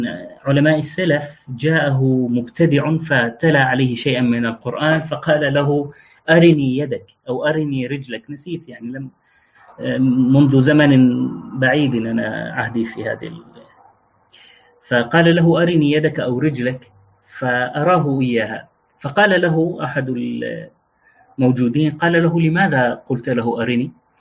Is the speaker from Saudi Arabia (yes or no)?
no; Deir ez-Zor, Deir ez-Zor Governorate, Syria; moved away; also born or lived in Jordan / Damascus; أنا من دير الزور على سبيل المثال، وعشت فترات طويلة من عمري خارج مدينتي، فإذا سمعت مني كلاما لا تقل أهل الدير يقولون كذا. ليش؟ لأن لهجتي هذه لغتي اختلطت بلغات أخرى